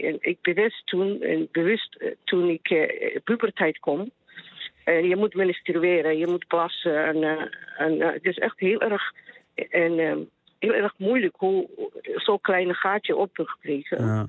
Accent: Somalia; Dutch is a second language; now in Netherlands; Ja, ik kom uit Somalië. En ik ben hier in Nederland in de jaren 90.

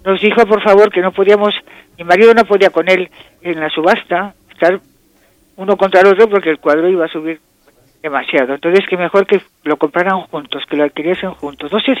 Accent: Spain; no solamente porque soy española y están en España

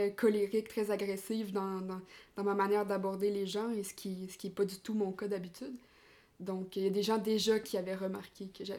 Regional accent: Quebec, Canada; Déjà comme on peut l'entendre, je suis québécoise. Donc, j'arrive tout juste du Québec. Je suis en France actuellement pour faire du woofing

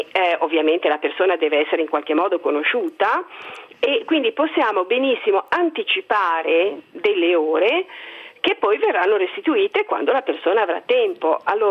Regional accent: Bresso, Lombardy, Italy; Io sono di Bresso e a Bresso circa 10 anni fa si è cominciato a pensare di fare una banca del tempo.

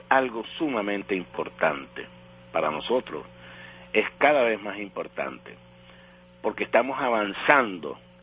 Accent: Venezuela; nos fortalece mucho en la autoestima, en la identidad como venezolano

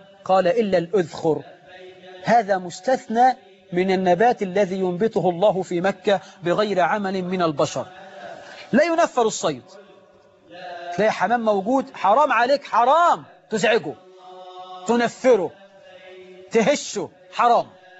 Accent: Egypt; اما لو شوية الحمام دول عندنا في مصر كانوا راحوا من زمان.

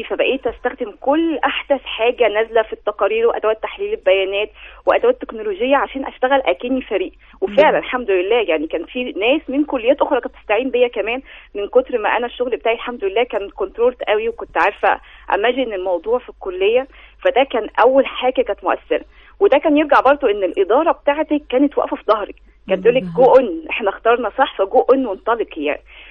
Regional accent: Egypt; فإحنا قلنا طيب ليه إحنا بس نستفيد منه كمصريين

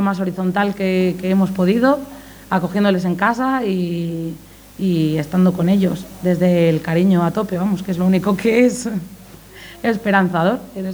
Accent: Palencia, Castile and León, Spain; Yo cuando me voy, yo soy de Palencia, cuando me voy a Palencia

